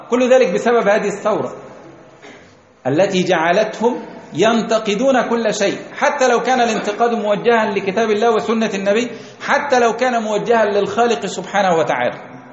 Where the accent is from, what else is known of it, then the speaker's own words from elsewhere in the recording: Egypt; تعال عندنا في مصر ثورة 52